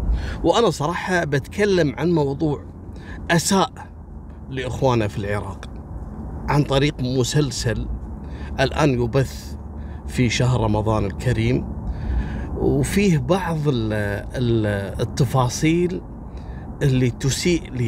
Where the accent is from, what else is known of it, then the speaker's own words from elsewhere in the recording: Kuwait; احنا ككويتيين